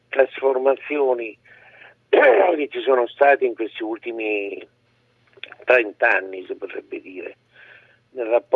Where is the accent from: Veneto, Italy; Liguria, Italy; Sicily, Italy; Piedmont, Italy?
Piedmont, Italy; Turin; io sono nato a Torino, sono torinese